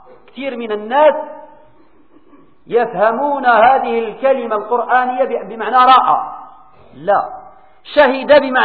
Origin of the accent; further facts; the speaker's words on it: Morocco; الفيدية مثلا عندنا في المغرب القيمة ديالها ما كتوصلش إلى الفيدية التي في أوروبا